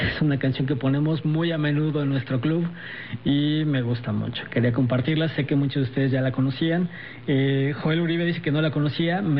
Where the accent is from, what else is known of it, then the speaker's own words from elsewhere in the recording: Mexico; No, la verdad es que yo sí me siento muy mexicano.